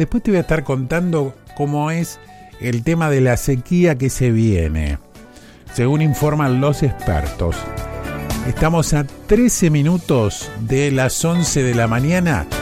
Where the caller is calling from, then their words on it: Saladillo, Buenos Aires Province, Argentina; de Saladillo